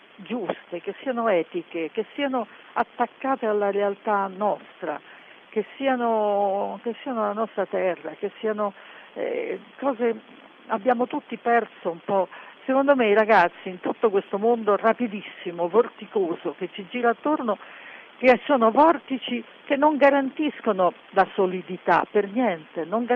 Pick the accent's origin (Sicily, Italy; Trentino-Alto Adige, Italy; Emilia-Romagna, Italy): Sicily, Italy; Delia